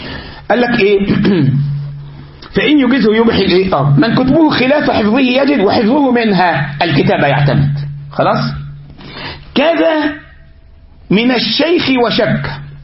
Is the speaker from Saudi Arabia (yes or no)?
no; Egypt; الغلط يعني عندنا في مصر يقول لك ايه الحرام اللي بيسيب دليله وراه